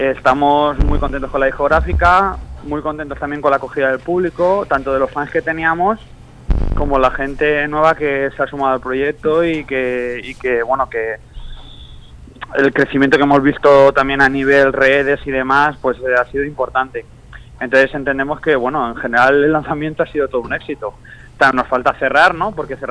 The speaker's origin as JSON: {"language": "Spanish", "town": "Manises", "region": "Valencian Community", "country": "Spain", "said": "somos un grupo, voy a decir, casi de la misma ciudad, del mismo pueblo, de que bueno, muchos lo conoceréis por el aeropuerto de Manises, y nada, y bueno, quitando de un importado que tenemos de Valencia capital, pues el resto somos de ahí"}